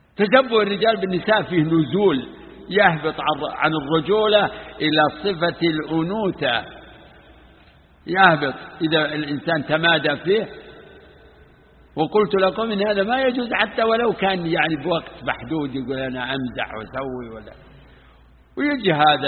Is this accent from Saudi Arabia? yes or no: yes; Najd, Saudi Arabia; فيه نوع من صيد البر اسمه عندنا في نجد اسمه الوضيحي